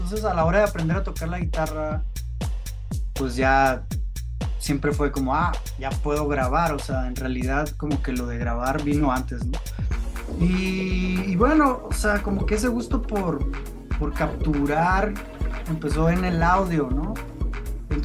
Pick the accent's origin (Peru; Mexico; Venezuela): Mexico; Hermosillo, Sonora; Pues desde chico, yo soy de Hermosillo, Sonora